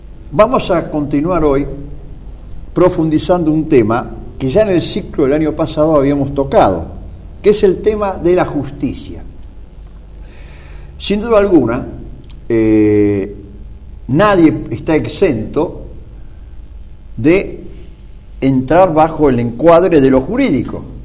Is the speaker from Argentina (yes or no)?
yes; Argentina; como laicos católicos y como ciudadanos argentinos